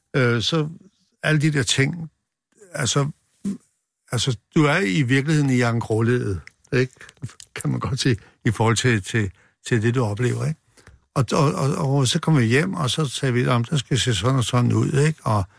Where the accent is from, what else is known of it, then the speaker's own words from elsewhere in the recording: Copenhagen, Capital Region of Denmark, Denmark; og jeg kommer fra Nørrebro